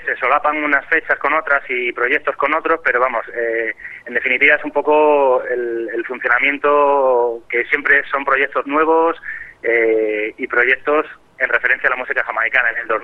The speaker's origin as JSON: {"language": "Spanish", "town": "Madrid", "region": "Community of Madrid", "country": "Spain", "said": "Sí, yo soy de Madrid, eso es."}